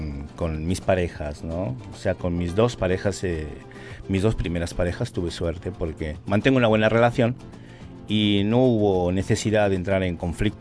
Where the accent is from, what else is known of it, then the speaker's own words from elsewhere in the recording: Madrid, Community of Madrid, Spain; now in Argentina; soy de origen madrileño y soy español. Español y amo Argentina.